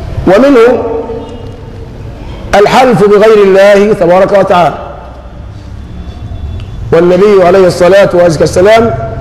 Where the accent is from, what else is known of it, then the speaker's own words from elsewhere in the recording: Egypt; نحن كمصريين نسأل الله لمصر العافية، كمصريين